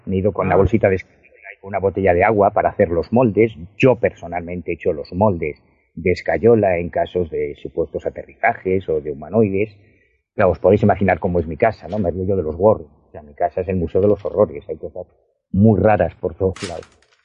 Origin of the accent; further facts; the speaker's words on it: Galicia, Spain; yo soy gallego, o sea, yo vivo en La Coruña, no vivo en Madrid